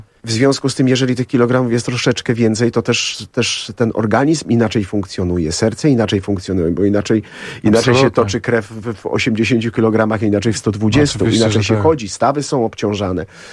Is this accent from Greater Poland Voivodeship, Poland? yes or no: no; Warsaw, Masovian Voivodeship, Poland; Z Sadyby. Jestem chłopak z Sadyby.